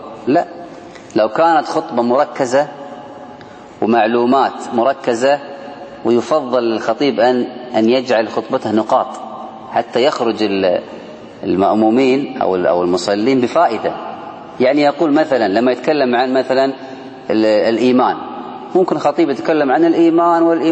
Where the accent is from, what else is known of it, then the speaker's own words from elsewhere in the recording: Kuwait; وعندنا في الكويت الآن وغالب الدول الله أعلم قدروها بعشرين دقيقة